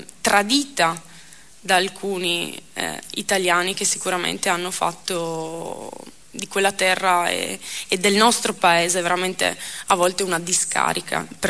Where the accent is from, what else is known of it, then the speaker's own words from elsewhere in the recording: Fossalta di Portogruaro, Veneto, Italy; ho partecipato alle elezioni amministrative del mio paese, sono stata eletta e ad oggi sono il presidente del consiglio comunale di Fossalta di Portogruaro